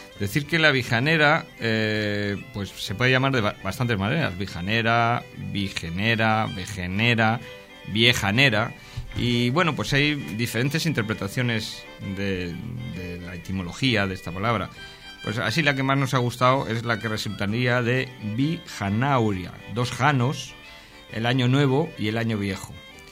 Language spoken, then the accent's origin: Spanish; Luarca, Asturias, Spain; eso lo aprendí en Luarca, donde nací.